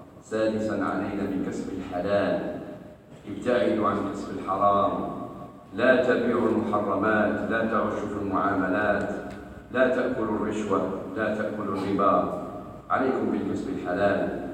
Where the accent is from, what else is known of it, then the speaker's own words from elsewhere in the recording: Algeria; وخاصة في بلادنا الجزائر